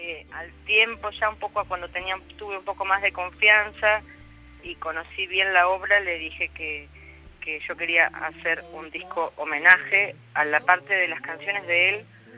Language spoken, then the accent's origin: Spanish; Argentina; No somos solo los argentinos.